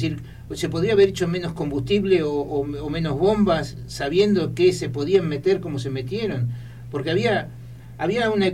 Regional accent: Argentina; Y es que sí, somos argentinos.

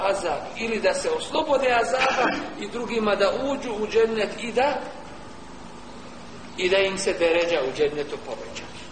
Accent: Sarajevo, Federation of Bosnia and Herzegovina, Bosnia & Herzegovina; also born or lived in Medina; 66. sam rođen, u Sarajevu, završio HIFS s osnovnom školom

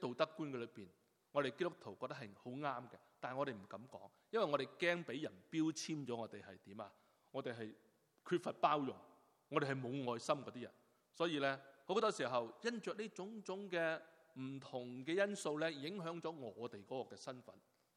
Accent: Hong Kong; now in Canada; 是加拿大国籍，基本上我是加拿大人，纵然我自己是由香港来，纵然我是流着中国人的血，但我来到加拿大，我现在入了籍的时候，我是一个加拿大人，

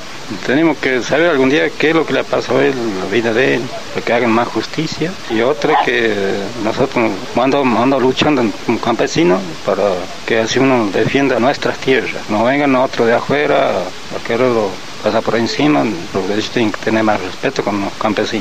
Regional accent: San Ramón, San Luis, Argentina; soy de la Comunidad de San Ramón, San Luis.

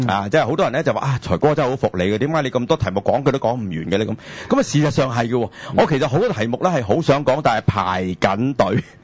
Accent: Guangdong, China; 就係我哋廣東人呢好傳神

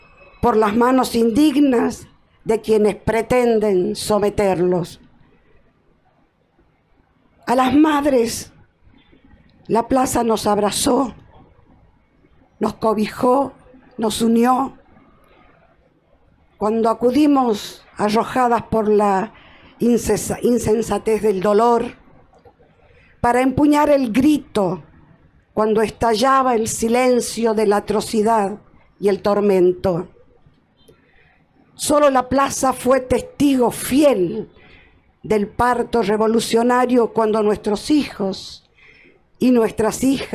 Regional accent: Tucumán, Argentina; vengo desde Tucumán, de ese pueblito provinciano, pero fuerte y aguerrido

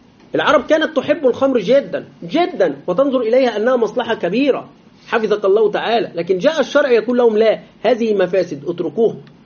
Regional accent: Egypt; ويريدون تقليد الغرب في بلادنا مصر

